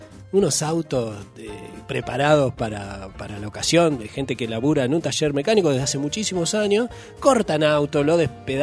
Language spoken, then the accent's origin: Spanish; Junín, Buenos Aires Province, Argentina; En mi pueblo, ahí en la provincia de Buenos Aires, en Junín